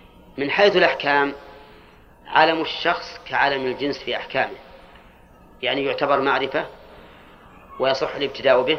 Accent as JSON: {"language": "Arabic", "region": "Al-Qassim", "country": "Saudi Arabia", "said": "كنية عندنا في القصيم"}